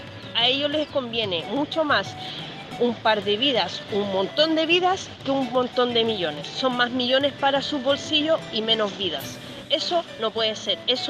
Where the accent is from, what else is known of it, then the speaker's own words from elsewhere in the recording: Quintero, Valparaíso, Chile; soy quinterana, nací y criada en Quintero. Mi familia está en Quintero, mis amigos están allá